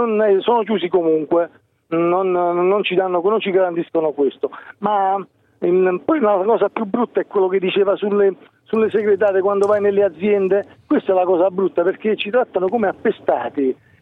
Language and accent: Italian; Campania, Italy; also born or lived in Potenza; Sono campano, sono vissuto a Potenza per tanti anni e mi trovo a Montenegro di Bisaccia da una decina.